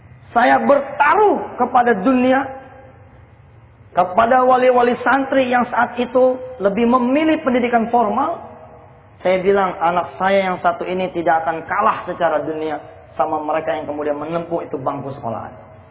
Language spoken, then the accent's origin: Indonesian; Ketapa, Indonesia; orang-orang tua kampung saya di kampung Ketapa.